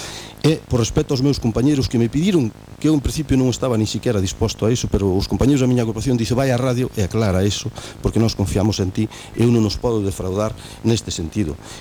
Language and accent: Galician; Arzúa, Galicia, Spain; Nos, sencillamente, somos unha familia que somos de Viñós, da Arzúa, de toda a vida